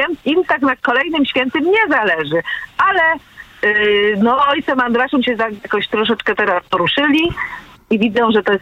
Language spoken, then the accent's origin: Polish; Nowy Sącz, Lesser Poland, Poland; bo my jesteśmy tutaj z okolic Nowego Sącza